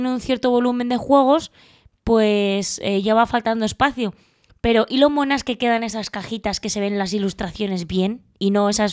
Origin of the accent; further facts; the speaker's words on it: Valencia, Valencian Community, Spain; born there; Bueno, a ver, es que en Valencia, yo es que nací en Valencia, ¿vale?